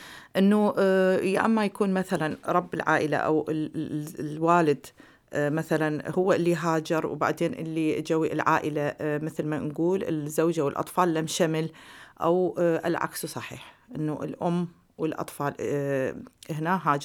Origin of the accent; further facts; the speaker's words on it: Iraq; accent: Iraqi; now in Hamm, Germany; يعني أنا بالمناسبة دا أحكي اللغة مو العربية، دا أحكي اللهجة العراقية، فبس أتمنى أنه يعني اللهجة العراقية العربية